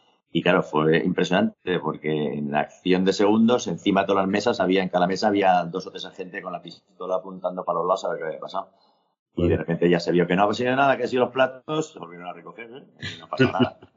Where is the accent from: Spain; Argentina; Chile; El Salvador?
Spain; Madrid, Community of Madrid; me gustan todas las ferias del mundo, pero como yo soy de Madrid, pues en la que firmas es la de Madrid normalmente.